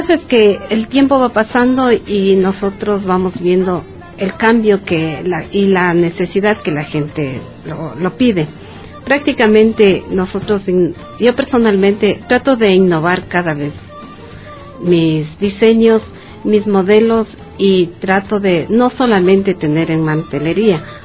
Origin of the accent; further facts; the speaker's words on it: Zuleta, Imbabura, Ecuador; born there; now in Quito, Ecuador; yo nací en Zuleta, me gusta este trabajo y lo hago con mucha alegría. Yo estoy aquí en Quito